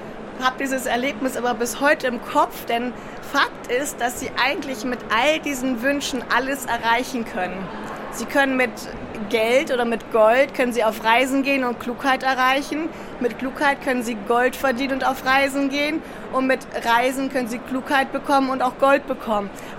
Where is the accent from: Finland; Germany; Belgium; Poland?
Germany; Northern Germany; Wir sind im Norden Deutschlands groß geworden.